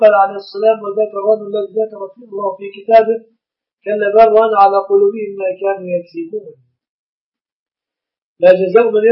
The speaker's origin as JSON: {"language": "Arabic", "country": "Egypt", "said": "العرف عندنا في مصر أن الشبكة من المهر"}